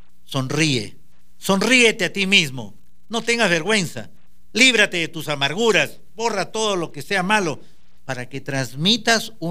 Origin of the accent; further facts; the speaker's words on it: Peru; Porque no somos nosotros los peruanos los que tenemos la energía